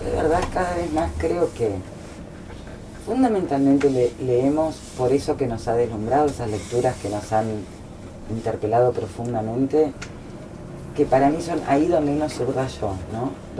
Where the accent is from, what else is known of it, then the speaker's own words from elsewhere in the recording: Brazil; Yo me crié en Brasil, mis padres eran muy lectores, pero en Brasil teníamos la biblioteca en portugués o teníamos la biblioteca del Liceo Francés, que era donde estudiábamos. Por lo tanto, yo no podía leer en mi lengua madre.